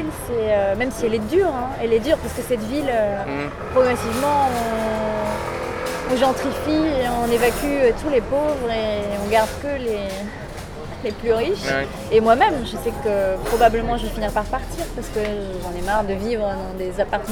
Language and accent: French; East France, France; born there; now in Paris, France; Je suis née dans l'Est de la France.